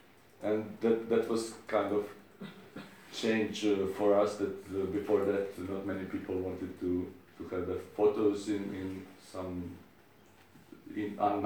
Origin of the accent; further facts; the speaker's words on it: Zagreb, City of Zagreb, Croatia; from Zagreb